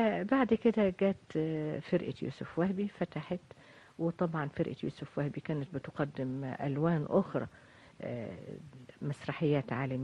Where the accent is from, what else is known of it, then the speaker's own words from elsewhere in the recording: Tanta, Gharbia, Egypt; وابتدأت الحقيقة فعلا من الطفولة لمشاهدتي سيرك الحلو في بلدي طنطا.